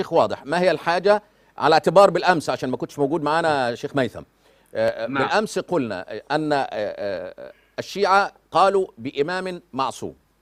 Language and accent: Arabic; Egypt; عندنا في مصر بنقولها بالعامية